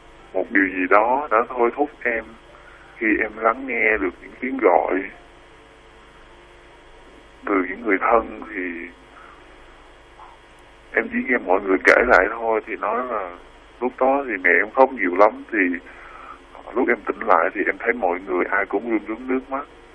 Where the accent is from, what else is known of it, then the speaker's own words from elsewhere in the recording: Sóc Trăng, Vietnam; now in Tây Ninh, Vietnam; Quê em ở tận Sóc Trăng.